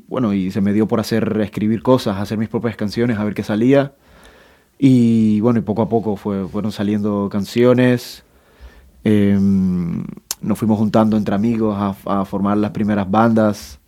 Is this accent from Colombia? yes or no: yes; Cartagena, Bolívar, Colombia; Nosotros venimos de Cartagena de Indias, del norte de Colombia, de la costa caribe de Colombia.